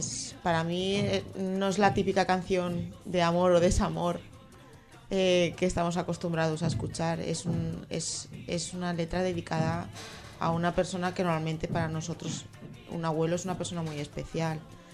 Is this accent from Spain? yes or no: yes; Valencian Community, Spain; Yo soy valenciana.